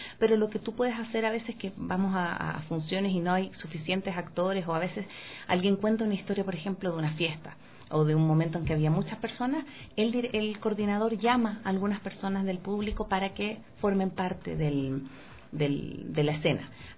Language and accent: Spanish; Chile; Yo participé durante 4 años, tuve el honor de participar en una compañía en Santiago, y soy de Chile